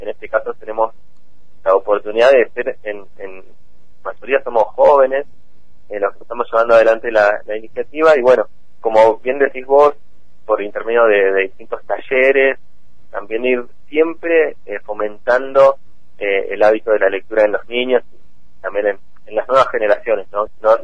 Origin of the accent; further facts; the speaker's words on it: Cushamen, Chubut, Argentina; Hace 3 años que yo vuelvo a mi pueblo, a Cusamen